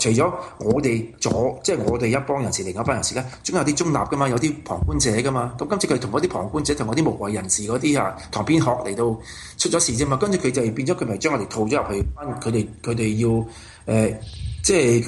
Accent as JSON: {"language": "Cantonese", "country": "China", "said": "咁我話我都係中國人，但我認為。"}